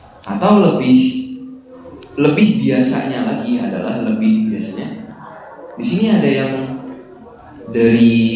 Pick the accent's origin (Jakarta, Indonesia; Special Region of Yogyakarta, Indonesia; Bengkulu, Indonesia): Jakarta, Indonesia; apalagi yang saya asalnya dari Jakarta